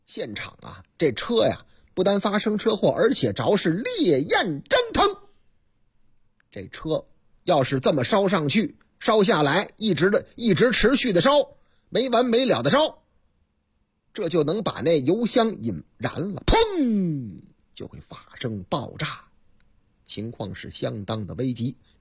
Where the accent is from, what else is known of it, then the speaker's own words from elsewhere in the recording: Hunan, China; 在我的老家湖南